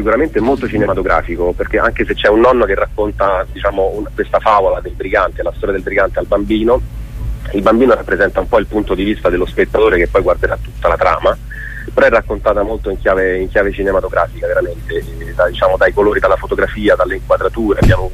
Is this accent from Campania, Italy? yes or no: no; Rome, Lazio, Italy; mio nonno era lucano, io sono da Roma, sono romano, però mio nonno era lucano